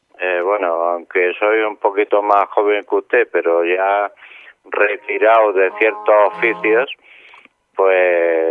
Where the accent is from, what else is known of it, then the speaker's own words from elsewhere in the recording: Andalusia, Spain; Siento mucho ser español, porque yo soy español. Primero soy andaluz, español y tal.